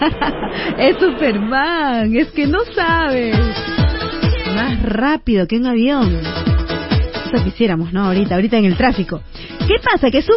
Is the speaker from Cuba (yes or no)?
no; Chosica, Lima, Peru; Yo soy de Chosica, chosicana 100%, amo, quiero a la hermosa Vía del Sol.